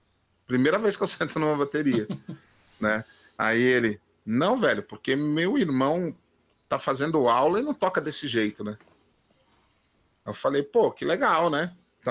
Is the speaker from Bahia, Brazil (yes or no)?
no; São Paulo, Brazil; also born or lived in Minas Gerais / Mato Grosso; now in Brasília, Brazil; Sou nascido em São Paulo, morei durante da minha infância ali em Moema. Depois dei uma viajada, fui para Minas, fui para Mato Grosso, voltei para São Paulo, né? E o último lugar que eu morei em São Paulo foi no bairro do Ipiranga